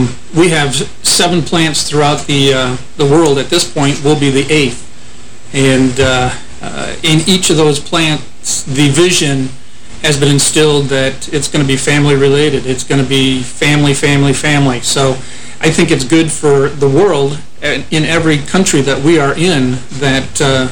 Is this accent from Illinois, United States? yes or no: no; Michigan, United States; also born or lived in Wisconsin; now in Adams, United States; I was basically born and raised in Michigan and lived between Wisconsin and Michigan for approximately 48 years.